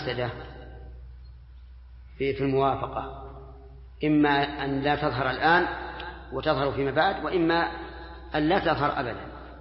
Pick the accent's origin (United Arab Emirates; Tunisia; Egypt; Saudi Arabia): Saudi Arabia; حتى عندنا في السعودية